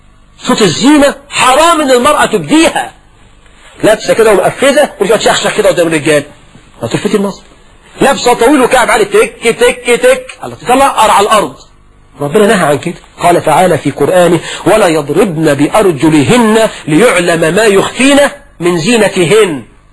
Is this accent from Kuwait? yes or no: no; Egypt